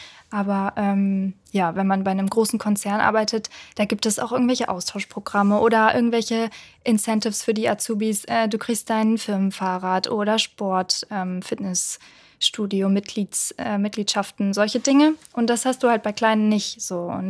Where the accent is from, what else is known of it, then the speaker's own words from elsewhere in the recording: Solingen, North Rhine-Westphalia, Germany; Und zwar war das bei einem Automobilzulieferer in Solingen, in meiner Heimatstadt.